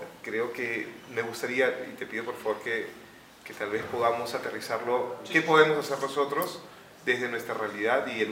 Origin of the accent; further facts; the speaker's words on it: Lima, Peru; yo vengo desde Huaraz, o sea, soy de Lima pero trabajo allá